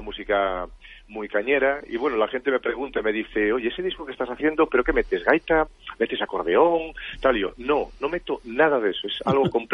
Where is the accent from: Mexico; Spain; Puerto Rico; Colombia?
Spain; Toral de Merayo, Castile and León; con mis grupos, tanto … la banda de gaitas de mi pueblo, que es Toral de Merallo